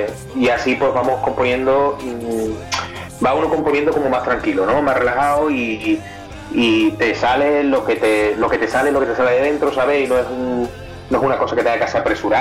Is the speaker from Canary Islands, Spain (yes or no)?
no; Seville, Andalusia, Spain; Somos de Sevilla, Sevilla capital, y bueno, hace muchísimos años que estamos aquí